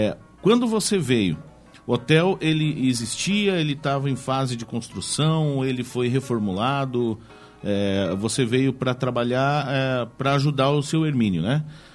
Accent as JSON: {"language": "Portuguese", "town": "Foz do Iguaçu", "region": "Paraná", "country": "Brazil", "tie": "born or raised there", "also_born_or_lived": "Matelândia", "said": "iguaçuense, né? Eu nasci em Matelândia, mas fui criado o tempo todo em Foz, né? Desde o meu primeiro ano."}